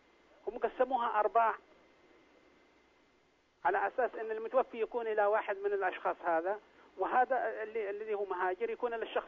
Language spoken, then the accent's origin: Arabic; Yemen; الأخوان الذي في البلاد، أنا يمني الله يرضى عليك